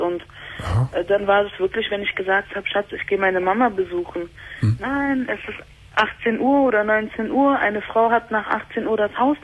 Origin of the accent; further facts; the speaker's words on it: Berlin, Germany; ich bin ursprünglich Türkin, aber in Berlin geboren, in Berlin aufgewachsen.